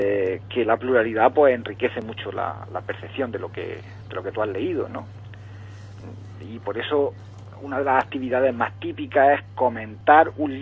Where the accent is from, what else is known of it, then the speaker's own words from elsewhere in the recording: El Ejido, Andalusia, Spain; Hoy venía primero a dar una noticia local de mi pueblo de Ejido.